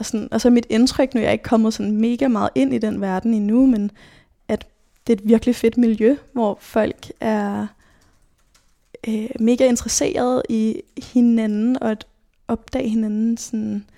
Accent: Nørrebro, Capital Region of Denmark, Denmark; jeg er født og opvokset her på Nørrebro, og har altid boet i den her lejlighed, som vi er i nu.

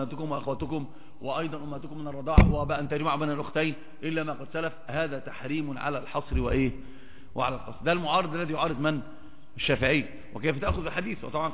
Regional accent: Upper Egypt, Egypt; أصلا عندنا في مصر برضو نفس الحكاية، في سمع وطاعة بس بيخرج. أصلا أنا صعيدي، فأنا ما ينفعش مع صعيدي

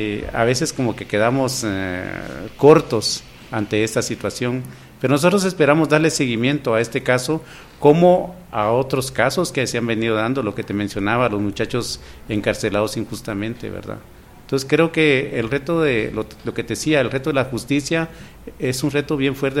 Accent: Guatemala; la violencia en general que vivimos como guatemaltecos, ¿verdad?

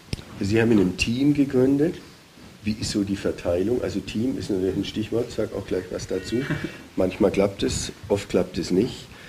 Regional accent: Bavaria, Germany; Also selbst als Bayer, ich komme aus Bayer

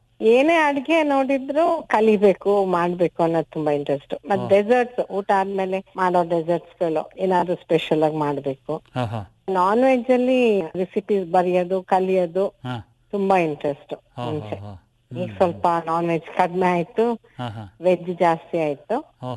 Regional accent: Shivamogga, Karnataka, India; moved away as an adult; now in Kumbur, India; ನನ್ನ ತಾಯಿ ಮನೆ ಶಿವಮೊಗ್ಗ, ಅಂದಗದ್ದೆ ಅಂತ ಹೇಳಿ, ಬರ್ಡ್ ಸ್ಯಾಂಕ್ಚುರಿ ಎಲ್ಲ ಇದೆ.

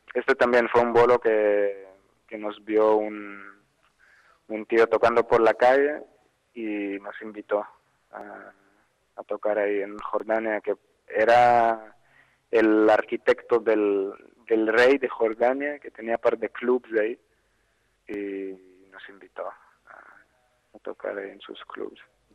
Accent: Israel; also born or lived in Russia; yo soy ruso, pero nacido en Rusia, pero viví hasta los 23 años en Israel. Así que llegué a Rusia muy pequeñito y mi pasado es más israelí que ruso.

